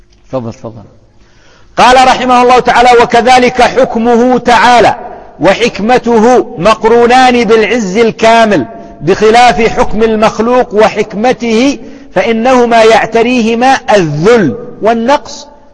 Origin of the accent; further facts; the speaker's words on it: Yemen; على سبيل المثال، شيخ قبيلة عندنا في اليمن